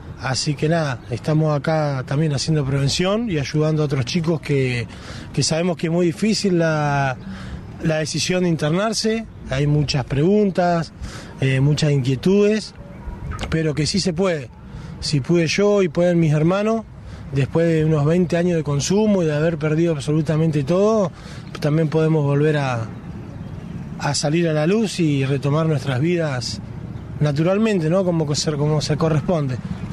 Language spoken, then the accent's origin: Spanish; Cipolletti, Río Negro, Argentina; Soy de Cipolletti, tengo 36 años, tengo dos hijos